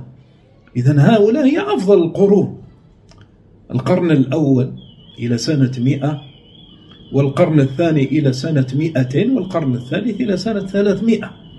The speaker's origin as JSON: {"language": "Arabic", "country": "Algeria", "said": "في بلادنا الجزائر"}